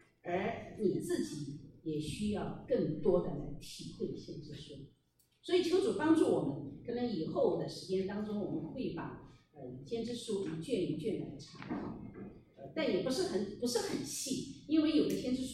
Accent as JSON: {"language": "Chinese", "region": "Sichuan", "country": "China", "said": "就好像我们是中国人啊，我是四川人来到了这个地方"}